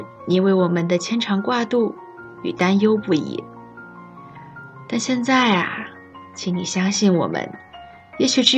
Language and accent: Chinese; Hainan, China; now in Nanjing, China; 而我作为一个在祖国最南端的小岛上土生土长的海南娃，对于南京又湿又冷的冬天其实是拒绝的。